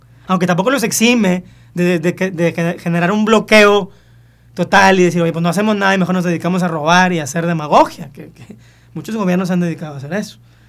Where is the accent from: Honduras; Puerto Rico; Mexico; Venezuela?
Mexico; Si yo soy mexicano